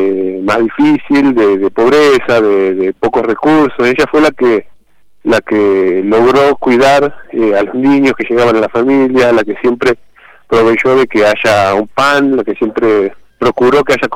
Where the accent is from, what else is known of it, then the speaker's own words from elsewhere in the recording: Córdoba, Argentina; also born or lived in Buenos Aires; Yo vivo en Córdoba, yo nací en Buenos Aires en particular, pero vivo en Córdoba desde los 7 años y un poco me crié acá.